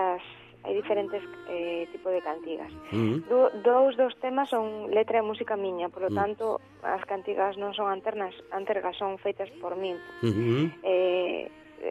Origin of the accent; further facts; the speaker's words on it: Galicia, Spain; porque bueno, é o máximo que podes aspirar sendo artista, sendo galega, ¿no?